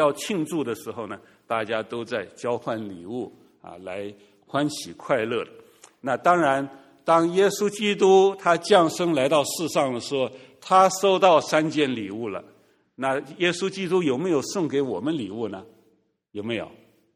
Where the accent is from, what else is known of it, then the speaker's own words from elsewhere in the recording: China; 我们中国人说的礼尚往来，是不是啊？